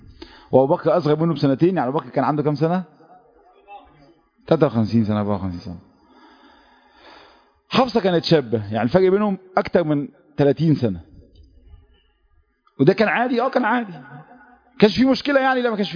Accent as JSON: {"language": "Arabic", "country": "Egypt", "said": "المشهد ده محتاج نفسيات تختلف عن نفسياتنا كمصريين"}